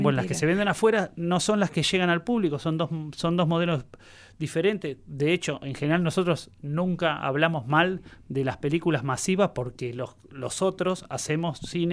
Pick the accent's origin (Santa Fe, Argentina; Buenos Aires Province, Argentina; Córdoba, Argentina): Buenos Aires Province, Argentina; La Plata; yo tengo como una mirada muy, muy provincial, porque soy platense